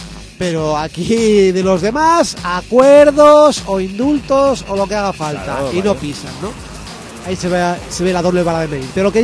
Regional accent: Cuenca, Castilla-La Mancha, Spain; yo es que soy de Cuenca.

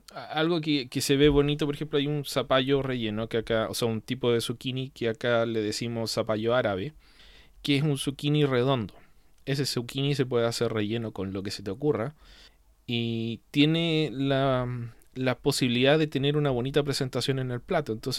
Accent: Chile; es porque soy chileno, no soy mexicano ni estadounidense

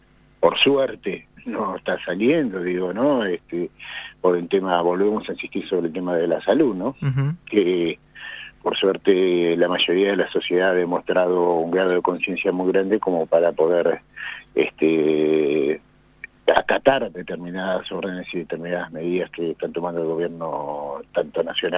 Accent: Argentina; cuánto nos va a golpear a nosotros como argentinos

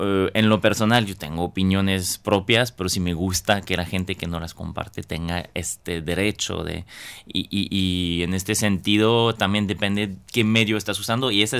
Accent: France; Spanish is a second language; yo soy originario de Francia, ¿no?

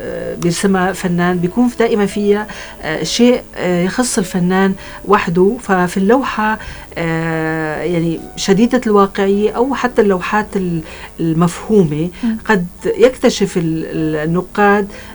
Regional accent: Syria; خاصة بلدنا سوريا اللي هي غنية فعلا بالأوابد الأثرية وبحضارتها وبالمناظر الجميلة.

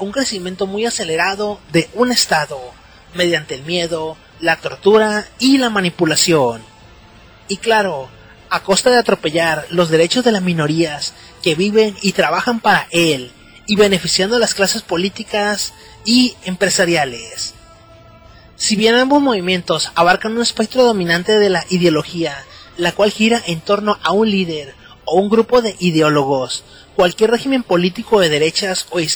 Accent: Mexico; Imaginen la ironía de afirmar que los mexicanos, una minoría que somos perseguidos como latinos en Estados Unidos o a otros países en donde vamos, se nos trate de perseguir y discriminar

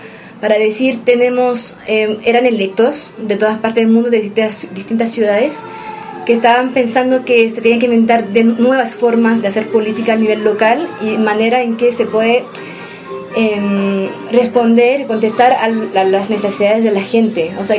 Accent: Paris, Île-de-France, France; yo estoy trabajando durante 6 años para esos barrios populares del norte de París, de donde vengo

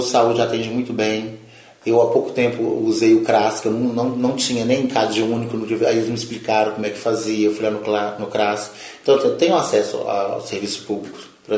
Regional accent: Belo Horizonte, Minas Gerais, Brazil; tenho 43 anos, nasci em Belo Horizonte, cresci no Morro das Pedras. Quando teve os acidentes lá da Boca do Lixo, a gente foi transferido. Aí vai fazer 35 anos já, né, Conjunto Esperança.

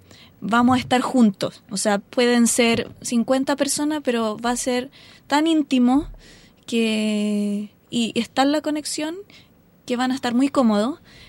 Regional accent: Estación Central, Santiago Metropolitan Region, Chile; Yo soy de Estación Central.

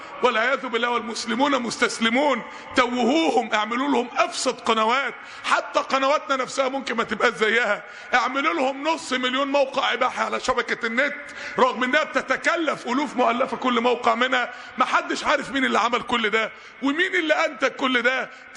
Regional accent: Mansoura, Dakahlia, Egypt; عندنا في المنصورة

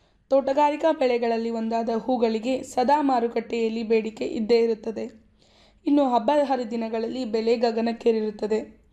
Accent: Bidar, Karnataka, India; ನಾನು ಮೂಲತಃ ಬೀದರ್ನವಳು.

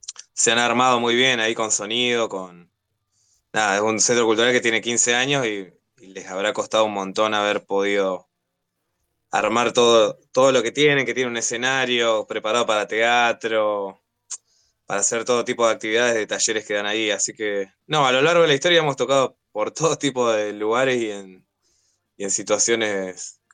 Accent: Florencio Varela, Buenos Aires Province, Argentina; Nosotros somos de Varela, sí.

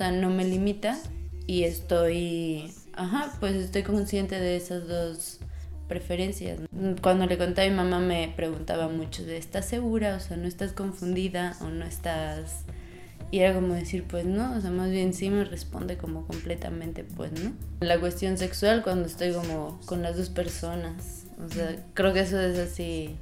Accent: San Luis Potosí, Mexico; Soy de San Luis Potosí

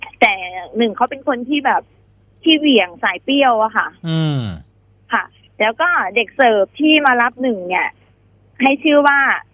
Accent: Ubon Ratchathani, Thailand; เป็นคนจังหวัดอุบลราชธานีค่ะ

